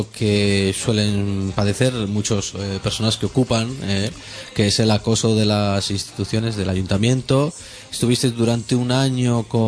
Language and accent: Spanish; Barcelona, Catalonia, Spain; born there; yo nací aquí en Barcelona y tengo DNI.